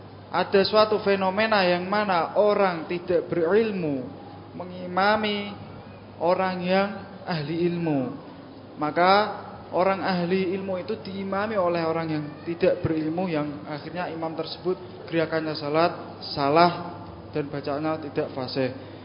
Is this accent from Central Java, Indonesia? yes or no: yes; Pati, Central Java, Indonesia; Di daerah saya, Pati, Jawa Tengah